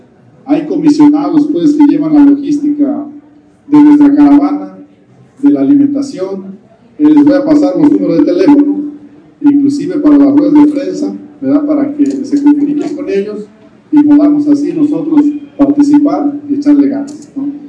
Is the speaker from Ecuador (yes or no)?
no; Mexico; Alzar la voz entre todos como buenos mexicanos